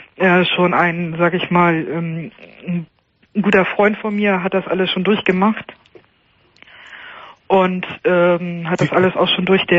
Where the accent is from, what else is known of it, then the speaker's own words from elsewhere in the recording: Lower Saxony, Germany; weil ich komme aus Niedersachsen